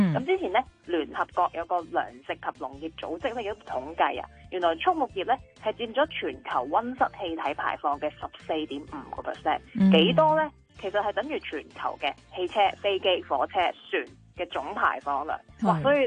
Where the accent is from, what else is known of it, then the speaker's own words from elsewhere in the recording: Hong Kong; 我哋香港人应该都听得几多嘅